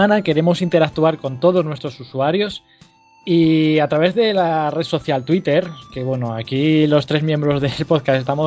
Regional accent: Asturias, Spain; Aquí los tres somos asturianos

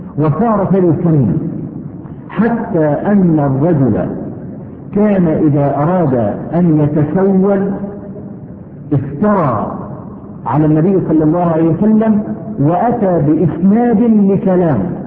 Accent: Egypt; عندنا في مصر

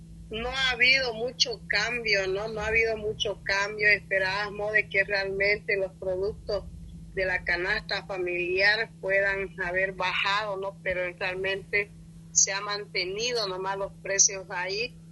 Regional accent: Pando, Bolivia; también somos bolivianos y merecemos respeto

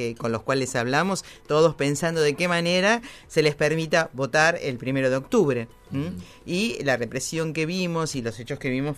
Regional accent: Uruguay; Usted no es uruguayo, man. Yo soy la uruguaya.

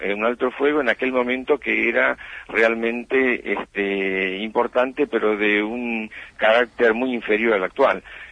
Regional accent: Argentina; fundamentalmente como argentinos, que es un país que, como todos sabemos, tenemos como prioridad la paz

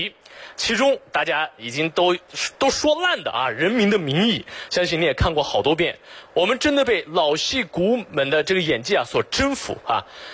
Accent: Xinjiang, China; 我来自新疆，我是维吾尔族啊，

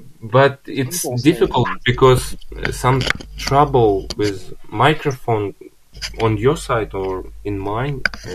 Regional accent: Kazakhstan; English is a second language; I'm from Kazakhstan. Do you know that country?

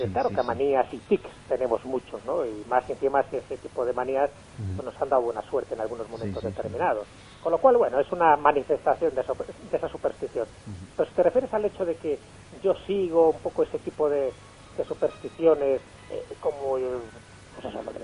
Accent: Valderas, Castile and León, Spain; que es la patrona de mi pueblo, un pueblo de León, de Valderas.

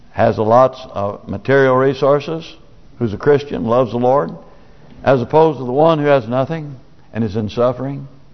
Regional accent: Nebraska, United States; when I was growing up in Nebraska, we would have coyote hunts because we raised a lot of cattle.

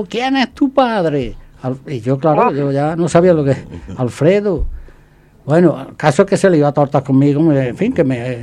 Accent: Santaella, Andalusia, Spain; yo soy de Santa Ella, estaba jugando con otro niño de vecino

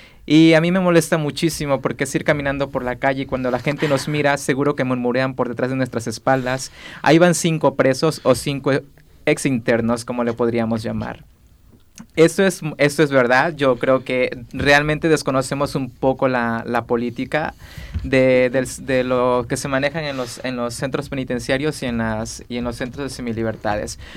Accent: Mexico; Bueno, rolota, como yo soy mexicano, quiero decir que rolota es canción, música, ¿vale?

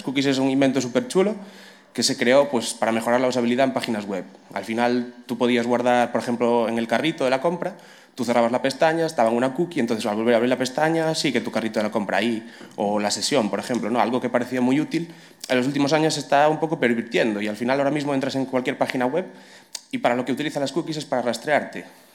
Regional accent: Galicia, Spain; first language Galician; Spanish is a second language; Me da igual, yo soy gallego hablante.

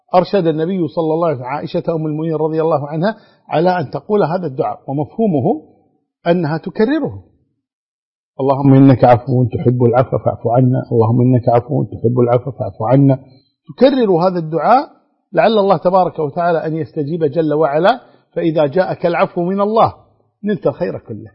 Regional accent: Kuwait; وأظن الحمد لله عندنا في الكويت يعني الوزارة يعني مهيئة لهذا

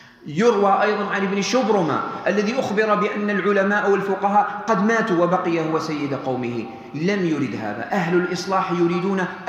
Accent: Algeria; كم من قناة فضائية اليوم هنا عندنا في الجزائر

